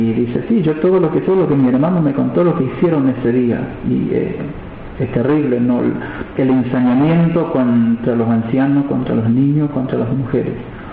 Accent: Napalpí, Chaco, Argentina; nosotros que nacimos y crecimos en Napalpí

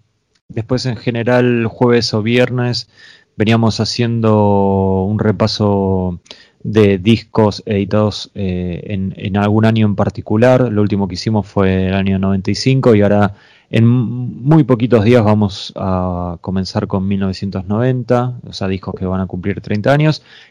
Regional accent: Argentina; yo soy consciente que soy un argentino y estoy haciendo un podcast

